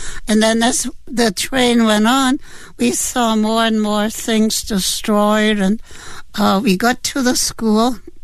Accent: Berlin, Germany; I grew up in Berlin, Germany

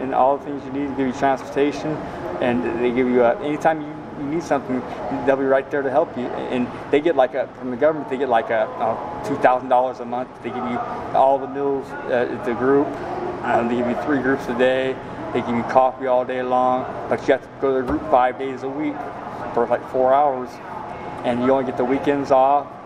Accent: California, United States; Stockton, Modesto area, California, Bay Area.

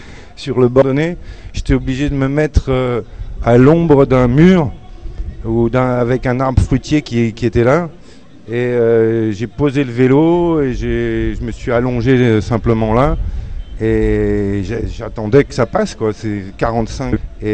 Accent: Paris, Île-de-France, France; born there; Moi, bon, je suis né à Paris

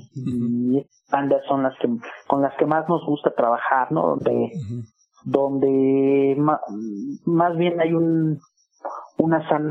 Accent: Azcapotzalco, Mexico City, Mexico; Yo soy de Azcapo y los demás músicos son de la Gustavo Amadero, que es obviamente cerquita

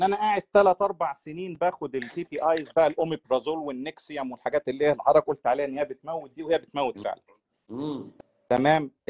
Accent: Egypt; الأكل اللي احنا متعودين عليه كمصريين

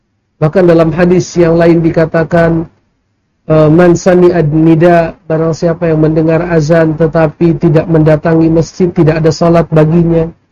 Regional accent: North Sumatra, Indonesia; misalnya di daerah saya di Sumatera Utara

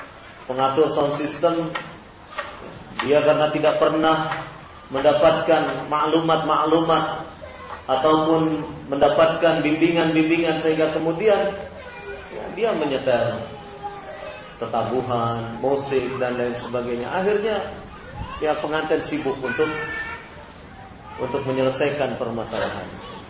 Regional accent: Cirebon, West Java, Indonesia; karena saya orang Jawa Barat misalnya, saya orang Cirebon ini, kalau bicara mesti kedengaran oleh orang Jawa itu mesti kasar.

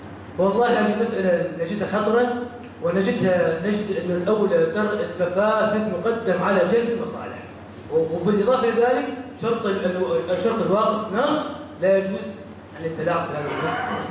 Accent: Iraq; الآن عندنا في العراق مثلاً دار الإفتاء أو مجلس الفتوى عند كبار العلماء

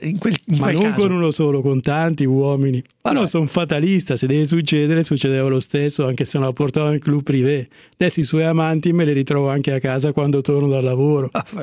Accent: Como, Lombardy, Italy; Buongiorno, sono di Como e sono sì.

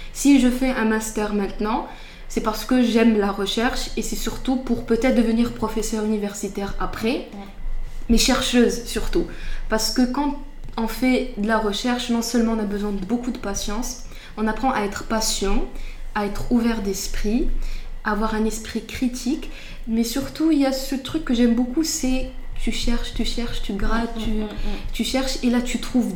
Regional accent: Casablanca, Casablanca-Settat, Morocco; j'ai 21 ans, je suis de Casablanca. Je suis marocaine

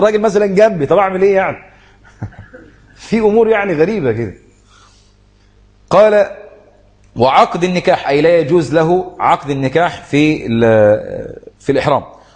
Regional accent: Egypt; يقول لك جزء الحمام عندنا في مصر غالي جدا

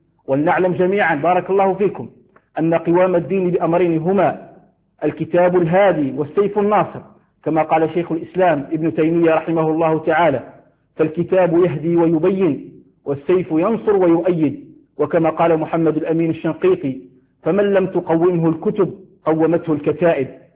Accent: Algeria; حال الأحوال الجوية في بلدنا الجزائر حرصها الله من كل سوء

